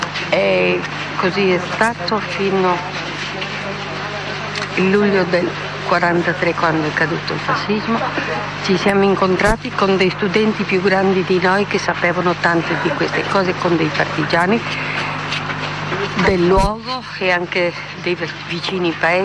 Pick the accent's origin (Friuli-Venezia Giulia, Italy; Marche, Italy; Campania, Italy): Friuli-Venezia Giulia, Italy; Gorizia; di Sant'Andrea, Gorizia, Friuli Venezia Giulia. Sono slovena, di origine slovena.